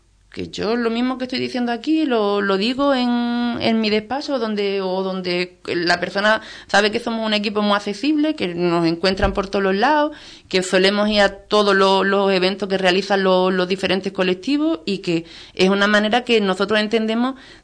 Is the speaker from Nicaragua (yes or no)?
no; Ubrique, Andalusia, Spain; Aquí somos todos de Ubrique, y para lo bueno y para lo malo nos conocemos todos.